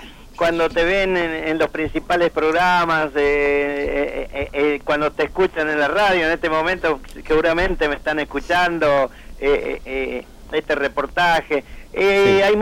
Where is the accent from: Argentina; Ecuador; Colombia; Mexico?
Argentina; Salta; born there; mucha gente me dice, creía que yo era cordobés, pero no, nací en Salta.